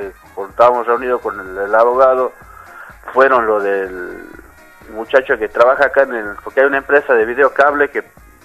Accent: Tabacal, Salta, Argentina; toda mi infancia. Nací aquí en Tabacal. Claro. Toda mi infancia viví. Después, cuando se dieron las viviendas allá en Hipólito Yrigoyen, bueno, nos mudamos con toda mi familia.

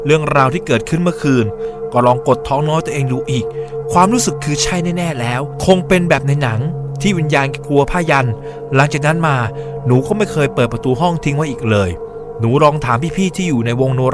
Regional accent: Southern Thailand, Thailand; ทั้งที่หนูเป็นเด็กใต้ที่พูดใต้ไม่เก่ง

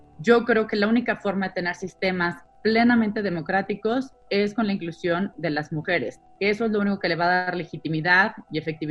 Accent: Mexico; O, por ejemplo, en mi país, en México, 1 de cada 4 hogares depende completamente del ingreso de una mujer

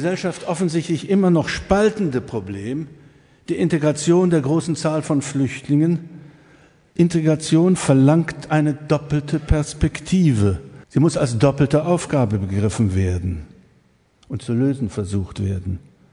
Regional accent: East Germany, Germany; ich darf das als Ossi sagen

